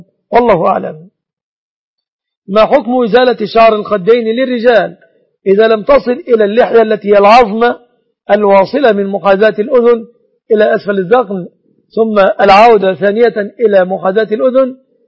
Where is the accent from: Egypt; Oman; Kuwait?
Egypt; أن يسلم بلادنا مصر من كل الفتن